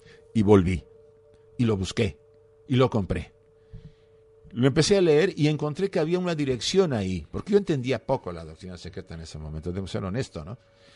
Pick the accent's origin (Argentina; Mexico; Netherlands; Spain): Mexico; Puebla; born there; voy a una librería allá en Puebla, donde yo nací, en México